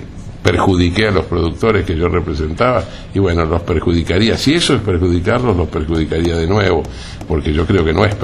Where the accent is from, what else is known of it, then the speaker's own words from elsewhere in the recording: Argentina; lo vivimos y lo sentimos como argentinos